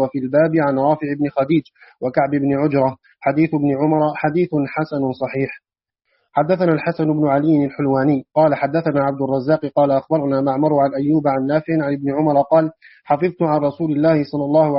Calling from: Algeria; شيخنا من الجزائر من الجزائر شيخ.

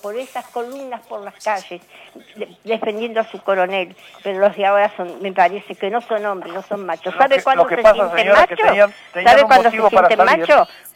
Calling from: Balvanera, Buenos Aires, Argentina; de Balvanera.

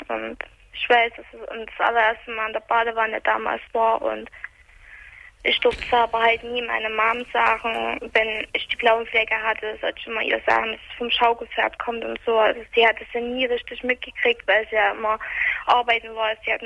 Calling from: Chemnitz, Saxony, Germany; also bei uns in Chemnitz

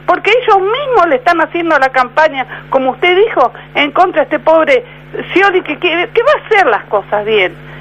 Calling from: Barracas, Argentina; de Barraca.

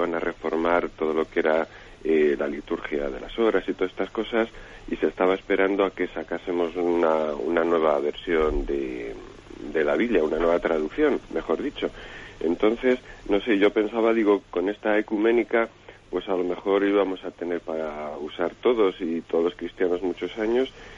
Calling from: Palencia, Castile and León, Spain; de Palencia.

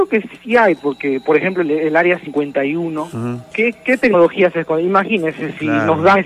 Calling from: Villa El Salvador, Lima, Peru; De Villa El Salvador.

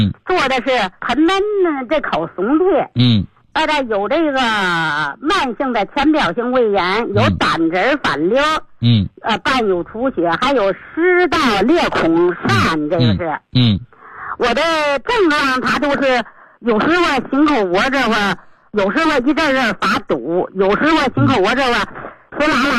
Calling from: Beijing, China; 我是北京的一个新学员。我今年71岁。

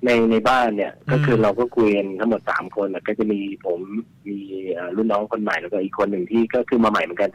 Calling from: Nonthaburi, Thailand; จากนนทบุรี

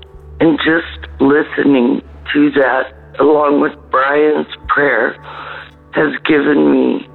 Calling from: British Columbia, Canada; I'm calling from British Columbia, Canada.

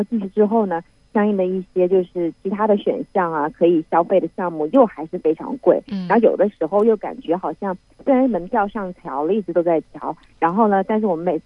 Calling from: Shenzhen, Guangdong, China; 哦，从深圳。

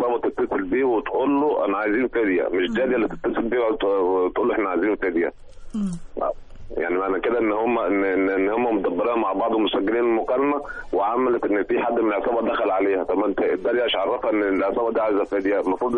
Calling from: Giza, Giza Governorate, Egypt; من الجيزة.

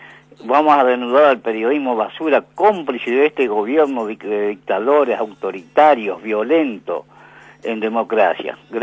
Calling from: Monte Grande, Buenos Aires Province, Argentina; de Monte Grande.

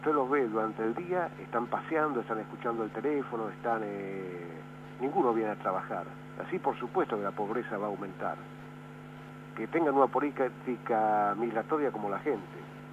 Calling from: Barracas, Buenos Aires Province, Argentina; de Barracas.

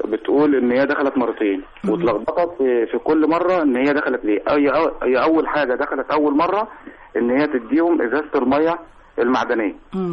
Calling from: Qalyubia, Egypt; محافظه القليوبيه

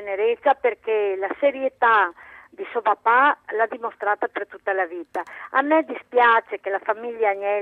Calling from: Padua, Veneto, Italy; Sono da Padova e sono in pensione, premetto.

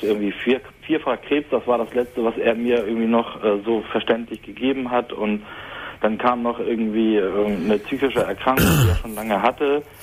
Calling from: Hamburg, Germany; seit fast 2 Monaten in einem Hospiz hier bei uns in Hamburg.

